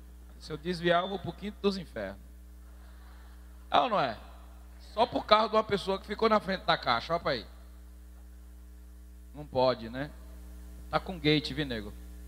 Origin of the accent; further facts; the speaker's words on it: São José da Coroa Grande, Pernambuco, Brazil; Somos da mesma cidade, sou natural de São José da Coroa Grande, ele também é.